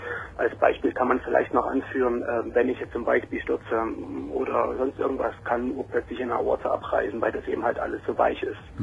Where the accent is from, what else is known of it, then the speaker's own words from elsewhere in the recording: East Germany, Germany; born there; Ich muss jetzt sagen, ich bin in der Ex-DDR geboren.